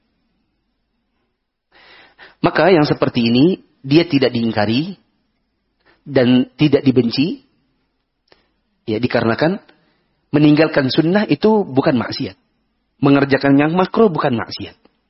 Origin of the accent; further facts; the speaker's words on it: East Kalimantan, Indonesia; Maaf, saya dari Kalimantan Timur.